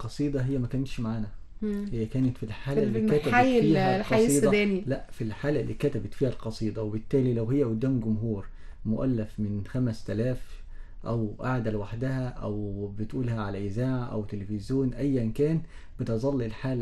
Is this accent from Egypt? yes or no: yes; Egypt; هتلاقي حضرتك عندنا في مصر اللي اتولد في أسوان غير اللي اتولد في دمياط